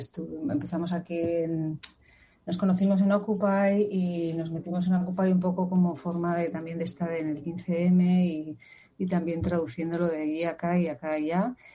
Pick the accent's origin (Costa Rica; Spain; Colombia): Spain; now in New York, United States; también soy de España … bueno, un poco como todos los que estamos aquí, llevo muchos años aquí en Nueva York, 20 y pico también